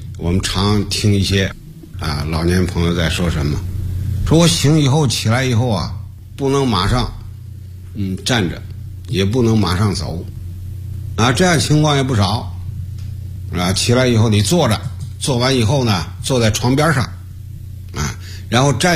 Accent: China; 我们中国人呢在这方面呢重视的不太够重视了心脏

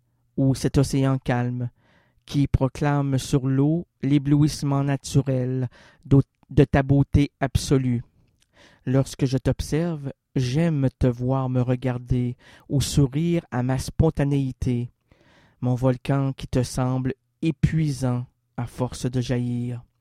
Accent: Quebec, Canada; Saviez-vous que moi, je suis un Québécois?

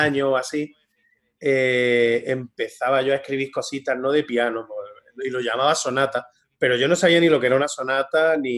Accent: Úbeda, Andalusia, Spain; pues por aquí en mi pueblo, en Úbeda, pues estaba de moda que los niños de mi época se apuntaran al conservatorio

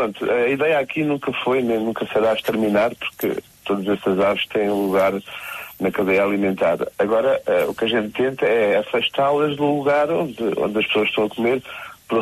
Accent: Funchal, Madeira, Portugal; não somos de Porto Santo, somos do Santo da Madeira, do Funchal.

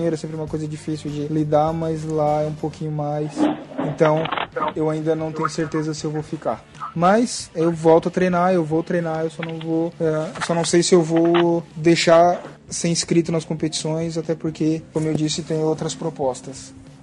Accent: Santa Catarina, Brazil; Eu sou de Santa Catarina, o campeonato foi em Blumenau.

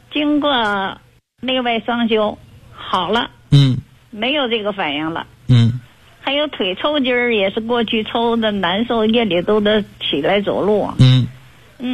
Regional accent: Guiyang, Guizhou, China; 我是贵阳的。南滨区。我是大学的老师。

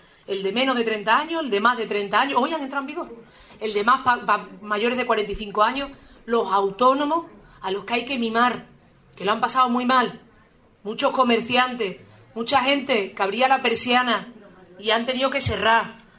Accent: Andalusia, Spain; Digo, ay, que los andaluces somos peores españoles o qué.

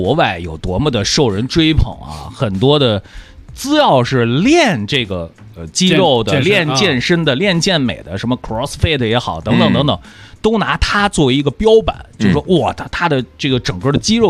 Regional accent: China

